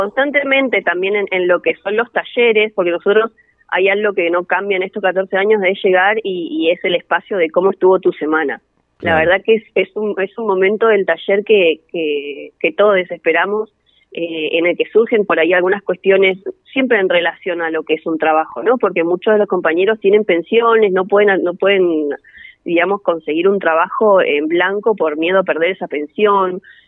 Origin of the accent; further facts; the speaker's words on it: Bariloche, Río Negro, Argentina; yo soy de Bariloche